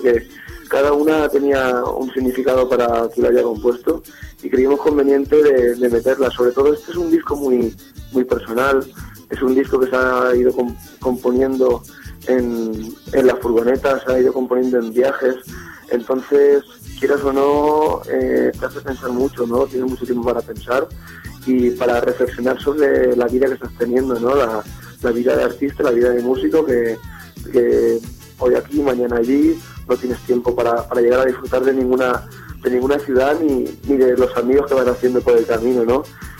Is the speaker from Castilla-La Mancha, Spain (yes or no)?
no; Montcada i Reixac, Catalonia, Spain; Ovidi, Adrià y yo, somos originales de Moncada, y Reixac, que es una población a 10 kilometrillos de Barcelona.